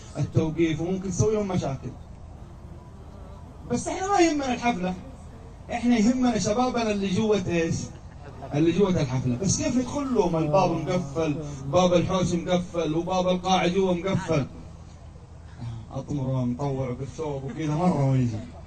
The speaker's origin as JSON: {"language": "Arabic", "town": "Jeddah", "region": "Makkah Province", "country": "Saudi Arabia", "said": "عندنا في جدة منطقة اسمها أبحر على البحر"}